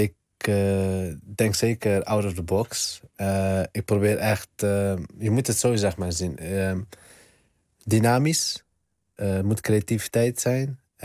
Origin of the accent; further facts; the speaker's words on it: Netherlands; Natuurlijk, ik ben opgegroeid in Nederland. En Nederland heeft mij ook gemaakt voor wie ik ben.